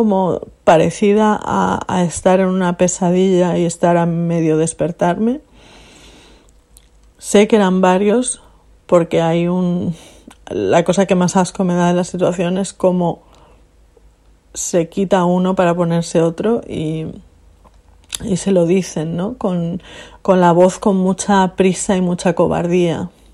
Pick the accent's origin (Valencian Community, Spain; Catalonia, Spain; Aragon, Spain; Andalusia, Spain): Valencian Community, Spain; Alicante; moved away; Y yo compartí piso con dos chicos que eran de Valencia, yo soy de Alicante.